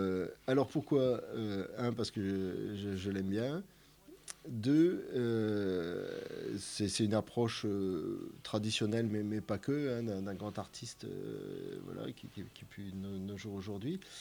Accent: Metz, Grand Est, France; Moi, j'ai grandi à Metz, mais originaire un peu du nord-est, quoi. Des origines agricoles installées en Marne, dans la Marne.

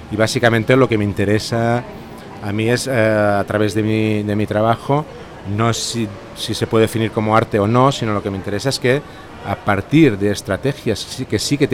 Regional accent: Barcelona, Catalonia, Spain; vengo de la ciudad de Barcelona, en España.

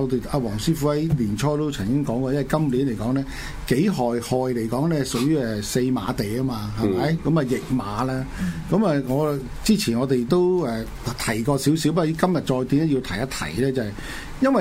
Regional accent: China; 我哋中國人成日都講多事之秋

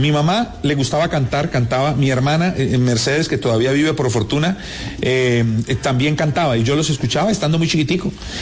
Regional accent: Florida, Valle del Cauca, Colombia; Mi pueblo natal, porque yo cada que iba a Florida, estando joven todavía

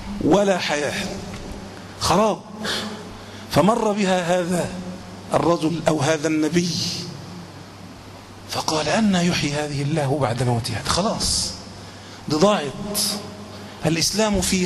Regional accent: Egypt; مع أن عادة أغلب الناس حتى عندنا في مصر ما بيلبس طائية

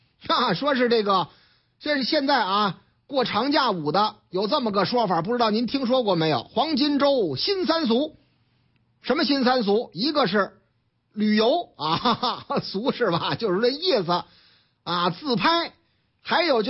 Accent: Shanghai, China; 这说的是我老家上海，嗯，俺们上海呢

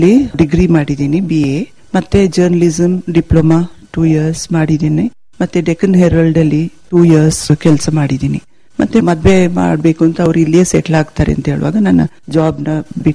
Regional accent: Madikeri, Karnataka, India; also born or lived in Bengaluru; ನಾವು ಸಿಟಿಯಲ್ಲೇ ಬೆಳೆದಿದ್ದು, ಮಡಿಕೇರಿಯಲ್ಲಿ ಶಾಲೆಗೆ ಹೋದೆ, ಬೆಂಗಳೂರಲ್ಲಿ ಕಾಲೇಜ್ಗೆ ಹೋದೆ, ಅಲ್ಲೇ ಕೆಲಸದಲ್ಲಿ ಇದ್ದೆ. ಮದ್ವೆ ಆಗೋಕ್ಕಿಂತ ಒಂದು 6 ತಿಂಗಳು ಮುಂದೆ ಬಂದು ಇಲ್ಲಿ ಸೆಟ್ಲ್ ಆಗಿದ್ದೀನಿ.

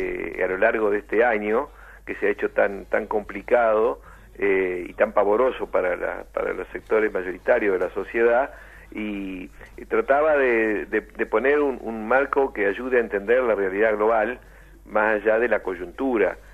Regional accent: Argentina; no somos los argentinos los que tomamos las decisiones ni los que definimos las grandes estrategias

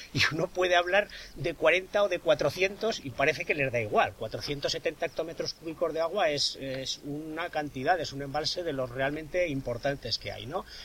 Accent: Artieda, Aragon, Spain; y en concreto en mi pueblo, en Artieda, pues hubo gente que decidió quedarse allí

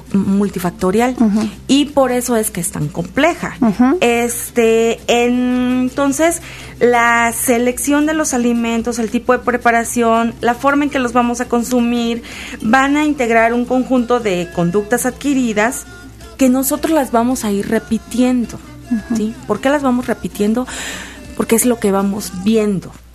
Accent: Lechuguillas, Veracruz, Mexico; Lechuguillas, Veracruz.

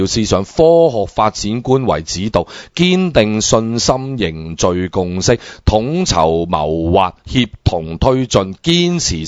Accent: Hong Kong

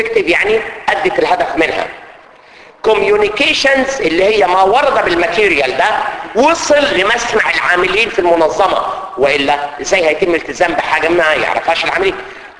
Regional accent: Egypt; زي عندنا في مصر الفيش والتشبيه

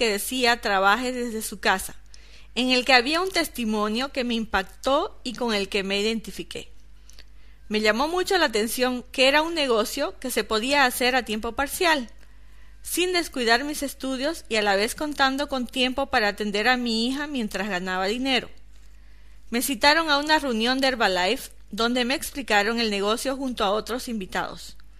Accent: Riberalta, Beni, Bolivia; born there; tengo 33 años, nací en Rivera Alta, Beni, Bolivia, una pequeña ciudad de 30.000 habitantes en aquel entonces. Vengo de una familia donde no hubo abundancia ni lujos

